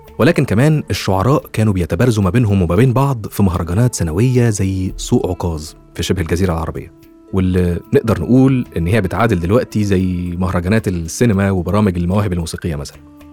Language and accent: Arabic; Egypt; أو زي ما بنقول عندنا في مصر مثلا من طقطق لسلام عليكم